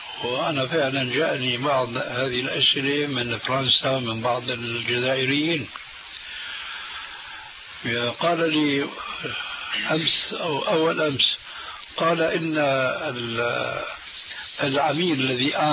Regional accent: Syria; عندنا في سوريا

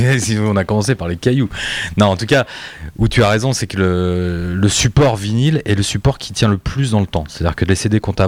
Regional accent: France; On est de culture française, on est français

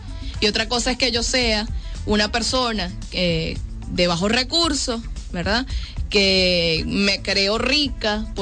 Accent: Venezuela; born there; yo nací en Venezuela

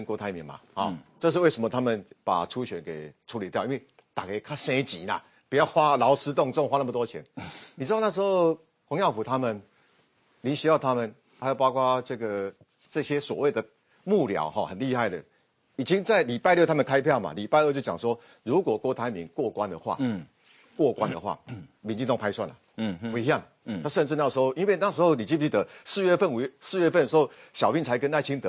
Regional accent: Taichung, Taiwan; 他既然提那么多，我台中人，我应该有资格讲一下

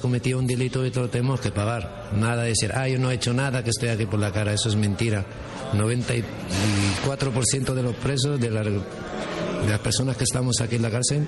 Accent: Tetouan, Tanger-Tetouan-Al Hoceima, Morocco; now in Spain; Sí, me siento español. Soy de Marruecos y del norte, de Tetuán. Por una española, pero mi segundo país es este.

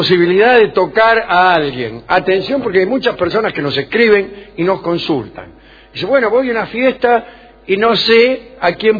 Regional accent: Bolívar, Buenos Aires Province, Argentina; soy de Bolívar.

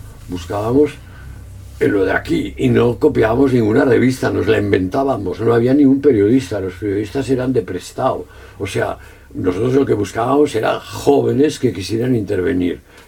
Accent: Catalonia, Spain; sí, soy catalán

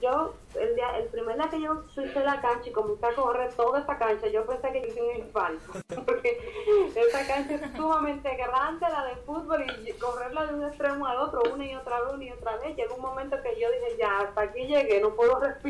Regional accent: Dominican Republic; accent: Dominican; A mí siempre me dicen que a mí se me nota mucho mi acento dominicano. Yo también noto bastante que soy dominicano en mi acento. Yo obviamente no lo noto porque yo siempre he hablado así.

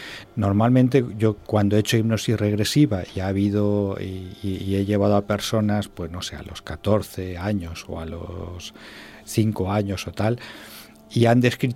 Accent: Albacete, Castilla-La Mancha, Spain; te voy a contar que en una hipnosis pública en mi tierra, en Albacete

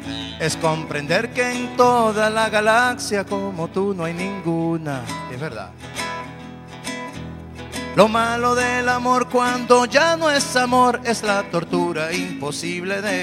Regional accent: Caracas, Capital District, Venezuela; Yo en el barrio, yo soy de La Vega, en el barrio mío había una muchacha que me gustaba mucho hace tiempo.

